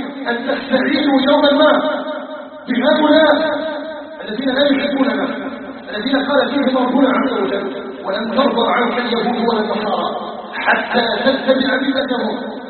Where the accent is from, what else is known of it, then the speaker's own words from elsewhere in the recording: Algeria; بلدنا الجزائر وما أضرتنا الجزائر. الجزائر قطعة من بلاد الإسلام، فيها نبتنا وعلى حبها أيها الناس نبتنا.